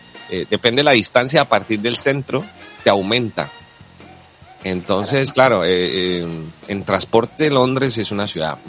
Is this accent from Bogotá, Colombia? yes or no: no; Cali, Valle del Cauca, Colombia; Bueno, yo soy caleño, ¿no? Recuerden que en Cali a veces pasaba de que el bus se varaba.